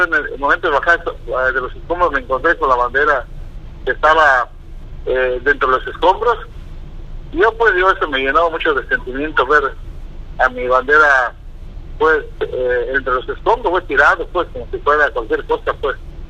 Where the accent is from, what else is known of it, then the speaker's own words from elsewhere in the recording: Mexico; Yo lo hice pues, como cualquier mexicano, pues, que ama a su patria, pues, y ama a su bandera.